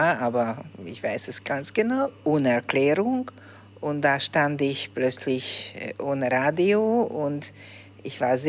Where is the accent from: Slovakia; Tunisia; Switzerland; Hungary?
Hungary; Budapest; German is a second language; Ich bin in Budapest aufgewachsen, immer in derselben Wohnung gelebt, von meinem zweiten Lebensjahr. Und ich bin ein wirklicher Budapester, glaube ich, eine Budapesterin.